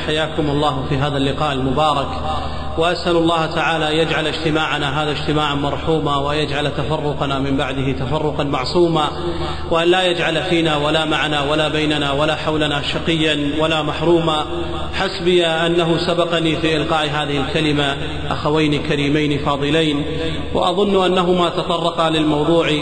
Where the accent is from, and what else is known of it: Kuwait